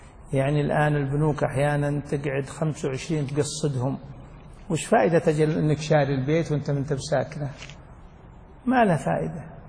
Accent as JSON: {"language": "Arabic", "region": "Najd", "country": "Saudi Arabia", "said": "وعليه عمل الناس من قديم، خاصة عندنا في نجد"}